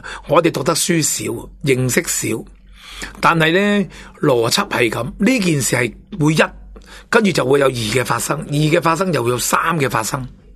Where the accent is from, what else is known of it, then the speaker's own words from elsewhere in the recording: Hong Kong; 官商乡黑警勾结呢幅蓝图已经呈现咗喺我哋香港人嘅心目中